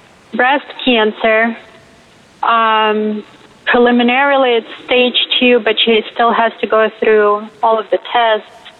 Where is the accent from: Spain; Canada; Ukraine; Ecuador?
Ukraine; now in United States; I'm originally from Ukraine. My family is, my parents are still there, and I'm their only child.